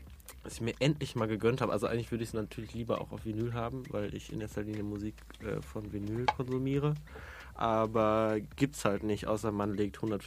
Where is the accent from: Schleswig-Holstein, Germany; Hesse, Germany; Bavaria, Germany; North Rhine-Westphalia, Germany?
North Rhine-Westphalia, Germany; Dortmund; war ich 1,5 Jahre in Dortmund, wo ich herkomme, in Resident DJ.